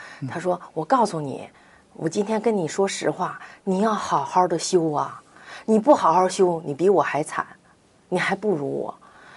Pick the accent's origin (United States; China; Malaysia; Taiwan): China; Jiamusi, Heilongjiang; 就前年我去佳木斯的时候，我老家